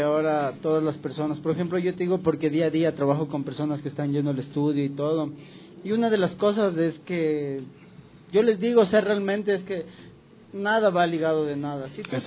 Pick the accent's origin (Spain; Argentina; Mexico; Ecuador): Ecuador; nos ayudemos como ecuatorianos que somos